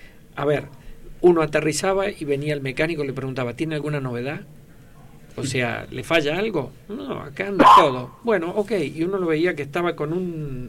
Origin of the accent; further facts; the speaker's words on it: Argentina; nosotros somos argentinos y no dejamos de ser eso